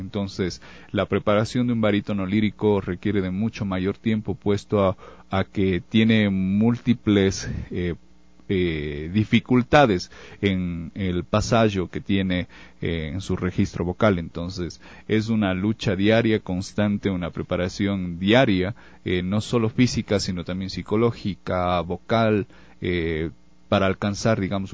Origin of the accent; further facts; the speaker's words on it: Ecuador; En la actualidad nosotros como ecuatorianos no debemos y no somos menos absolutamente que nada ni nadie.